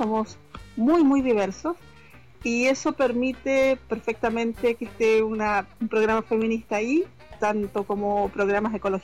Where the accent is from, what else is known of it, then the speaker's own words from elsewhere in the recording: Chile; la mayoría de las aleteadoras somos de América Latina. De Chile en concreto, partimos así.